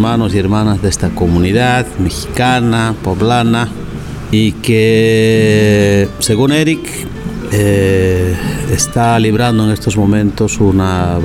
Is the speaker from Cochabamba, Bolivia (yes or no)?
yes; Cochabamba, Bolivia; Yo soy un poblador de Cochabamba, un lugar que está al centro de Bolivia, en Sudamérica.